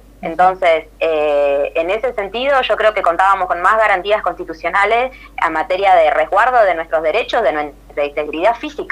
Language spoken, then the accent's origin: Spanish; La Pampa, Argentina; moved away as an adult; Yo soy de La Pampa, estudié allá, milité mucho allá en el feminismo, en la universidad